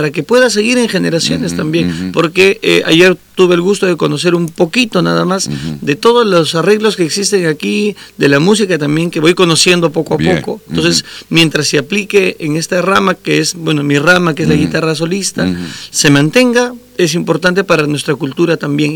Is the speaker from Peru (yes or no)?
yes; Huaraz, Ancash, Peru; Yo vengo de la ciudad de Huaraz, del departamento de Ancash